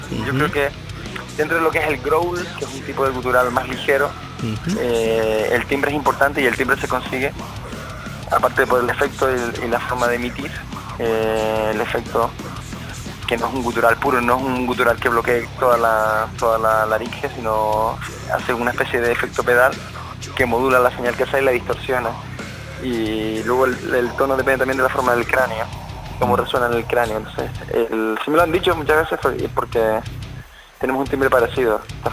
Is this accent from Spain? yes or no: yes; La Orotava, Canary Islands, Spain; Play es un apelativo del norte, yo soy de la Rotava.